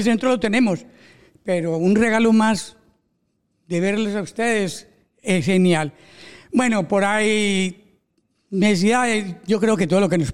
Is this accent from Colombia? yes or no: yes; Colombia; now in Spain; Yo hace 31 años vine de Colombia, asilado político.